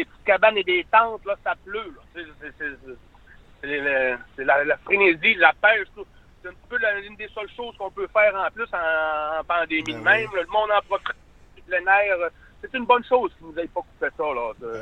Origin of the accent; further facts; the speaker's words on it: Grande-Baie, Quebec, Canada; Moi, je viens en plus de Grande-Baie où c'est né un peu la pêche blanche. Puis j'ai 46.